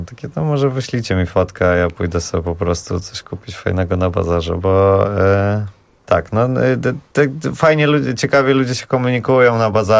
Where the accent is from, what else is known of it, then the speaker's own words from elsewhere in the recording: Warsaw, Masovian Voivodeship, Poland; jakoś dla mnie jest to pewna oczywistość, że jestem z Woli i z Warszawy